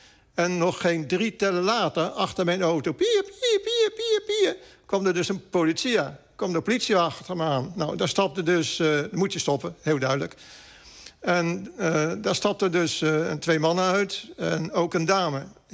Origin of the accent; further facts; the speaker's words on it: Ukraine; Dutch is a second language; Ik ben van Oekraïne. We kunnen ook zeggen, wij zijn van Oekraïne.